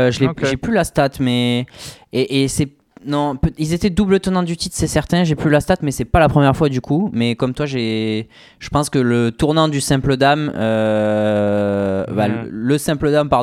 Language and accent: French; France; nous en tant que Français